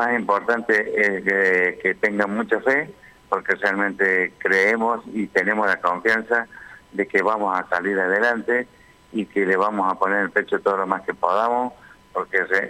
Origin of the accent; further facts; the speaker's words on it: Tanti, Córdoba, Argentina; ¿Por qué tengo que presentar mi fotocopia de documentos si soy un ciudadano de Tanti?